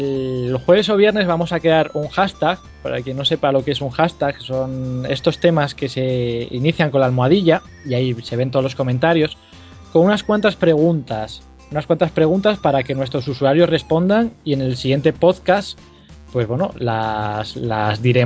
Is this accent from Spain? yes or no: yes; Asturias, Spain; Aquí los tres somos asturianos